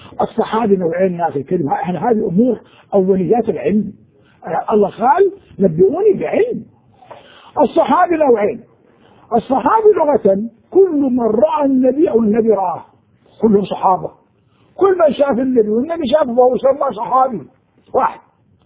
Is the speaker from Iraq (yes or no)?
yes; Anbar, Iraq; أنا كنت أنا من أهل الأنبار